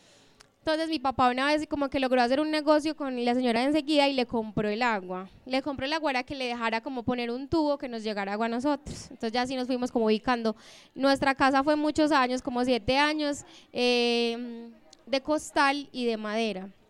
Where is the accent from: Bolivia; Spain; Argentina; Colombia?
Colombia; Medellín, Antioquia; also born or lived in Sopetrán; Cuando nosotros llegamos a vivir aquí a Medellín, porque yo no nací en Sopetrán, pero viví en Sopetrán dos años, y luego me trajeron acá y viví en uno de los prostíbulos que quedaba por las camas de Amelia.